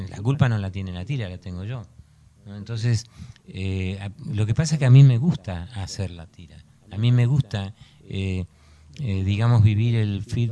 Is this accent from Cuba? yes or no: no; Argentina; moved away; Yo dije, vengo de Argentina, de una dictadura, y en Francia me van a censurar.